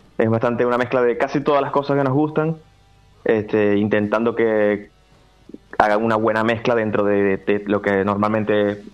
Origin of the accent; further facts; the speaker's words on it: Venezuela; nosotros somos venezolanos los tres integrantes